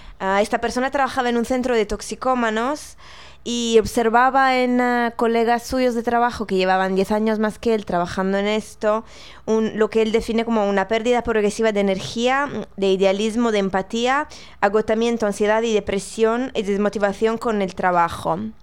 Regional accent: Italy; Yo soy italiana, así que yo ya pasé por algo muy parecido

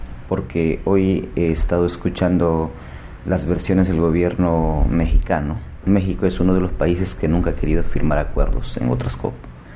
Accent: Amazon, Ecuador; Y eso afecta en la vida cotidiana de mi pueblo, de los pueblos que habitamos allá en la Amazonas.

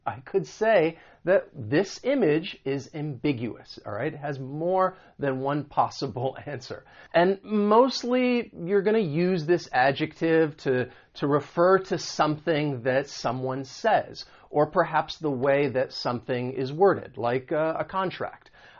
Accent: the South, United States; well, I grew up in the South, but there are quite a few different places all over the country where I have lived.

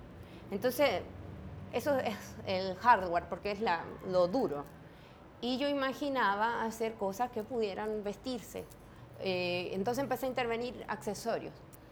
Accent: Chile; Yo soy de Chile, pero hace varios años que ya estoy haciendo viajes por distintos lugares

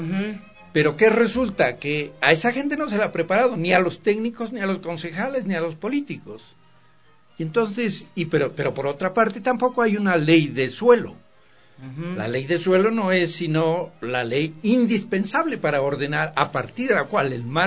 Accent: Ecuador; Pero resulta que así somos los ecuatorianos.

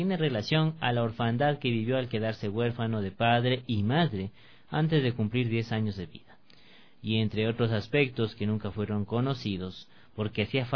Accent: Mexico; Yo tuve en la casa la biblioteca del cura de mi pueblo, porque estalló la cristiada, una rebelión cristera, y entonces el cura guardó su biblioteca en mi casa

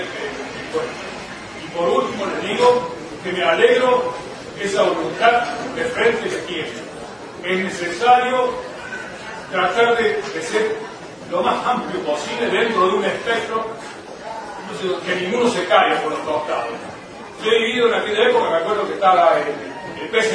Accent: Córdoba, Argentina; Como jubilado cordobés, nosotros lo conseguimos con luchas.

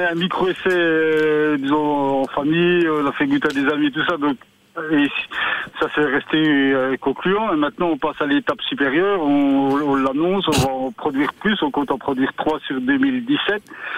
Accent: Wallonia, Belgium; pourquoi on ne peut pas appliquer ce système, cet itinéraire d'élevage chez nous en Belgique et en Wallonie

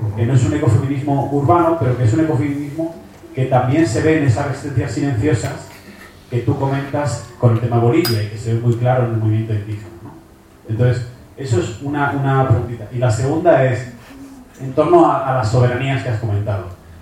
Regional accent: Madrid, Community of Madrid, Spain; now in Seville, Spain; Yo soy de Madrid también, pero llevo aquí un tiempo viviendo en Sevilla.

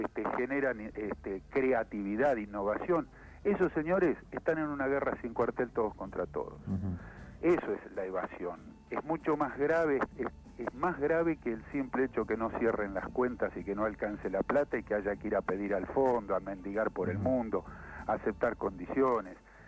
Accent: Argentina; cosa que como argentino me duele muchísimo

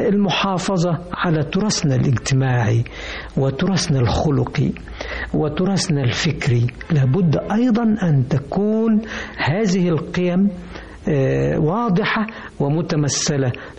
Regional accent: Mansoura, Dakahlia, Egypt; بحن طبعا الى المنشأ اللي نشأت فيه، منصورة مثلا، بلدنا يعني على النيل، جميلة جدا ولها شكل معين وفي مواطن جمالية متعددة جدا، برضو بحن وبسافر لها.

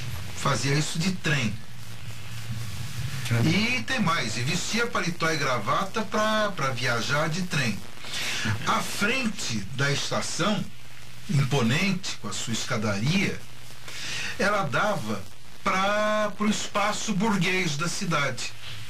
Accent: Barretos, São Paulo, Brazil; born there; meus pais vieram, se casaram em Barretos, foram para Pederneiras. Então eu nasci em Barretos, na Avenida 5. Como meu pai era ferroviário, as mudanças eram frequentes, né?

